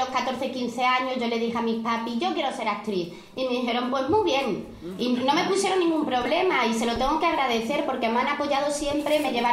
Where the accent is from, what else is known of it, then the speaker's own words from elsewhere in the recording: Córdoba, Andalusia, Spain; Yo soy cordobesa, se me nota. Digo yo, ¿no?, que me lo estáis notando. Lo que pasa ahora es que con todos mis trabajos como que me tengo que ir quitando el acento. Soy cordobesa